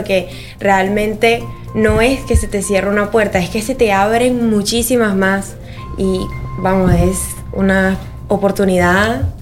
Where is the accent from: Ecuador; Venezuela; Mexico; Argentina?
Venezuela; now in Spain; Yo soy de Venezuela, sí. Venezolana.